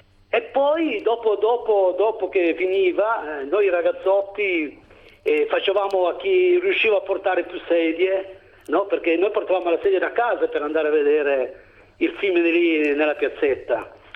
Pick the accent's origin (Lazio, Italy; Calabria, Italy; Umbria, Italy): Calabria, Italy; born there; Calabria, Vibo Valentia.